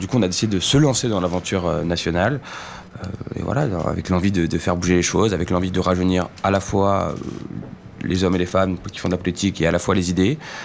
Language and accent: French; Saint-Cloud, Île-de-France, France; Moi je suis né à Saint-Cloud, dans la ville dans laquelle on s'est présenté avec Allons Enfants, où est né Allons Enfants. J'y ai toujours vécu, j'ai fait mes études, j'ai eu mes amis, j'y suis encore aujourd'hui.